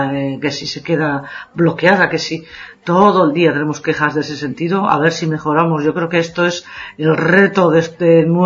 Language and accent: Spanish; Basque Country, Spain; accent: Basque; no se me va el acento, no se va la R, de además muy característica del País Vasco, de donde soy, que soy del norte de España, pues no acabo de quitármelo